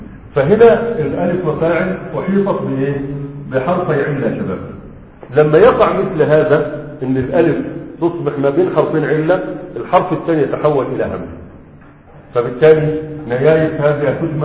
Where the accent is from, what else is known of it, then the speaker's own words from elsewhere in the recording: Egypt; دي مشروع عندنا في مصر أكثر من هذا